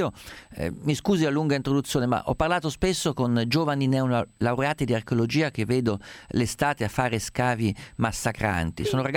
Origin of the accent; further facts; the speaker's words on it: Umbria, Italy; vengo da una terra profondamente solcata dal passaggio di Etruschi, Romani, Italici, va dicendo, sono umbro